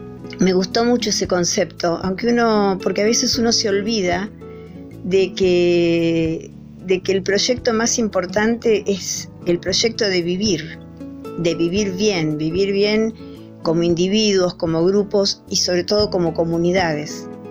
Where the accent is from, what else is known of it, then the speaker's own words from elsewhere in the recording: Mercedes, Buenos Aires Province, Argentina; also born or lived in Bariloche; now in Capilla del Monte, Argentina; vivo en Capilla del Monte. Aunque nací, me crié, viví en Mercedes, provincia de Buenos Aires, y muchos años en Bariloche.